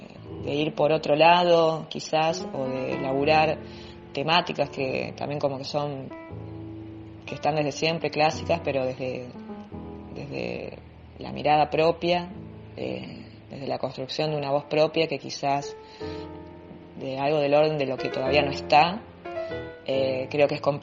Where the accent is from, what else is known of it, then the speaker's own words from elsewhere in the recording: Santa Fe, Argentina; soy de Santa Fe.